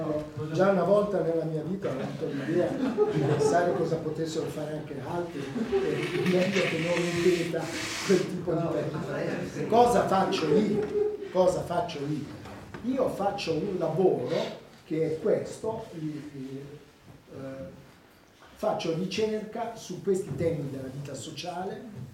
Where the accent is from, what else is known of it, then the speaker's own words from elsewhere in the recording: Rome, Lazio, Italy; io sono anche romano, ci ho vissuto tantissimi anni